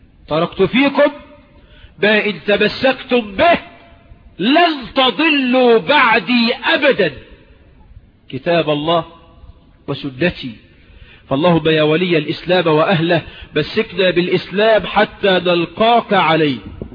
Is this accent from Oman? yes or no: no; Egypt; مش عندنا، انا مش من المليا، عندنا في مصر يعني، ما هو المليا دي مصر.